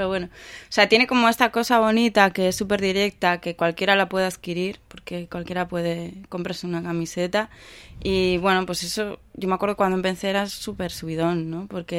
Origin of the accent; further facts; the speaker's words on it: Bilbao, Basque Country, Spain; nosotros como nos movemos somos de Bilbao, hemos estudiado en Bilbao, conocemos a una comunidad de artistas ya en Bilbao.